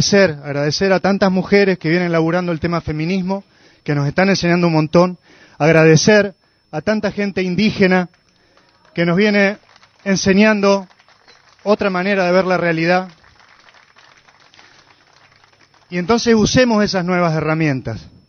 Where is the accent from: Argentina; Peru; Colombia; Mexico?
Argentina; Villa Giardino, Córdoba; de Villa Yardino